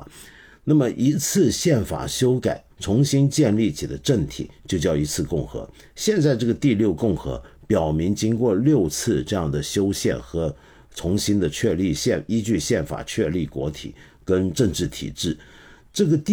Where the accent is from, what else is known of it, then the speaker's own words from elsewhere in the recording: Hong Kong; 基本上就是我们香港话讲，广东人讲的话叫做黑州